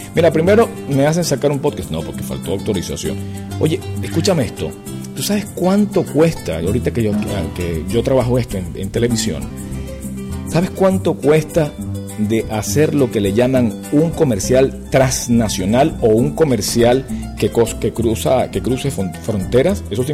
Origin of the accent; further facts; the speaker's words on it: Venezuela; no nos consideramos que somos gringos. Nos consideramos venezolanos y todo lo hacemos en nombre de Venezuela.